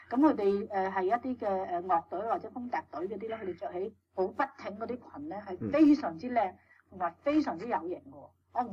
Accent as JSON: {"language": "Cantonese", "country": "China", "said": "但是我哋中國人咧都不忘將呢段歷史係寫去"}